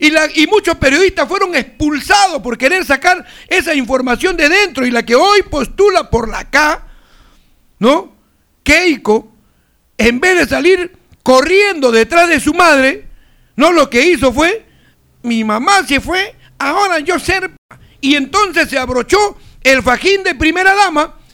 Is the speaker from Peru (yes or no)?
yes; Peru; En realidad somos los peruanos los que permitimos una vez más el ingreso de esta gente